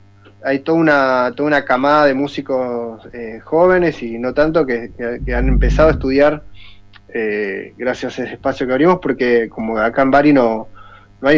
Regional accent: Bariloche, Río Negro, Argentina; moved away; also born or lived in Buenos Aires; Yo soy de Bariloche, pero bueno, me fui a estudiar a Buenos Aires y en un momento la necesidad de volver a caminar estas montañas y ver estos lagos.

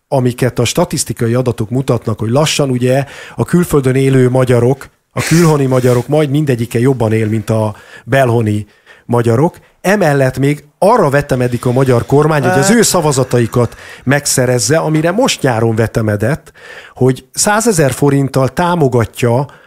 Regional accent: Hungary; mert ha én egyébként magyarországi magyarként kimegyek dolgozni külföldre, már a választás pillanatában hátrányban vagyok

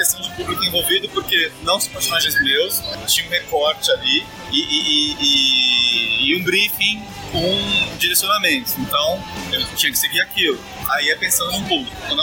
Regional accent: Santos, São Paulo, Brazil; depois de ter sofrido um assalto em Santos, na minha cidade natal.

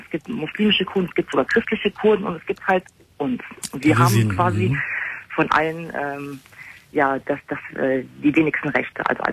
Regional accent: Germany; born there

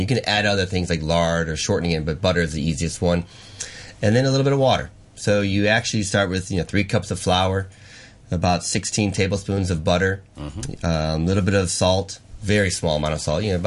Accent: United States; Well, I am American, so we dream big.

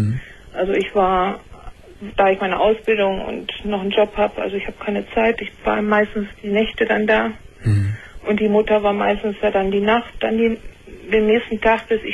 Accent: Paderborn, North Rhine-Westphalia, Germany; ich komme aus Paderborn

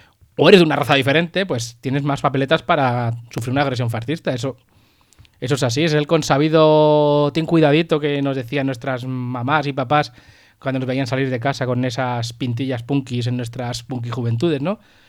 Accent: Pinto, Community of Madrid, Spain; Hablo del de un chico de mi pueblo, de Pinto

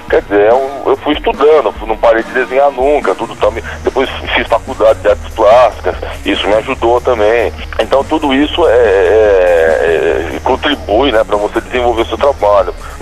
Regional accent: São Paulo, Brazil; born there; trabalhando lá nos ligados químicos do ABC, onde eu nasci, né, na região do ABC paulista.

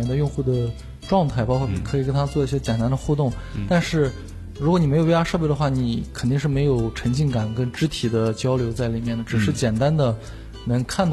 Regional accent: Xi'an, Shaanxi, China; 那时候我初一， 那时候在我的老家是一个省会城市，在西安

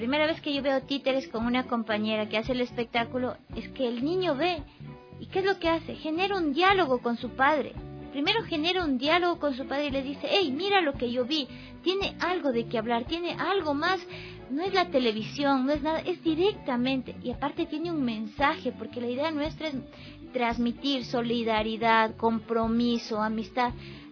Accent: Ecuador; moved away; yo salí de aquí de Ecuador sin mucho dinero

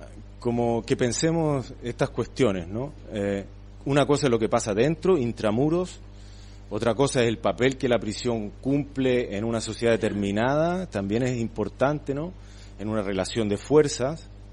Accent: Santiago, Santiago Metropolitan, Chile; born there; en Santiago, por ejemplo, donde yo nací, en una ciudad que tiene 6-7 millones de habitantes

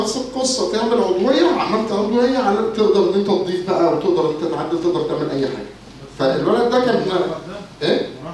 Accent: Egypt; بس احنا دماغنا كمصريين اكيد محدش يقدر عليه

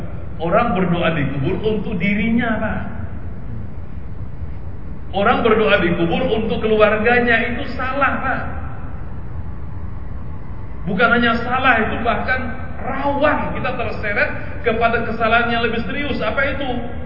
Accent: Banjarmasin, South Kalimantan, Indonesia; Apalagi di kampung saya di Banjarmasin

